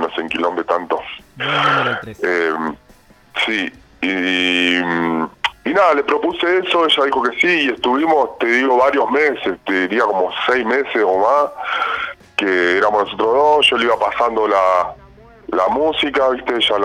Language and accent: Spanish; General Roca, Río Negro, Argentina; now in San Carlos de Bariloche, Argentina; yo no soy acá de Bariloche, soy de Friske Menuco, de Roca. Vivo acá hace muchos años